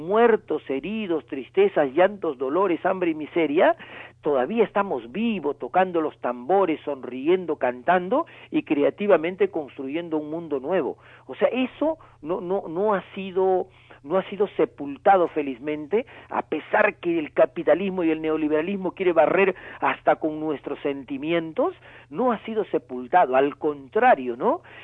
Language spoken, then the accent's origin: Spanish; northern Peru, Peru; nosotros los peruanos hemos vivido desde 1980 hasta 1992 una guerra interna